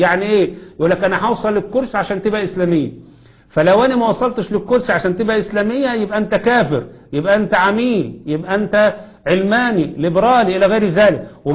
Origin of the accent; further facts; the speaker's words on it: Egypt; زي اللي حصل عندنا في مصر الآن